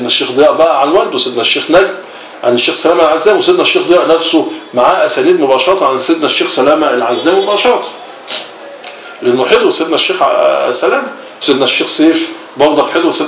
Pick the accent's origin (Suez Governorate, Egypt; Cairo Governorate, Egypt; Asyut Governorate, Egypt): Cairo Governorate, Egypt; Cairo; هو قاهري وانا قاهري، شبراوي وانا شبراوي.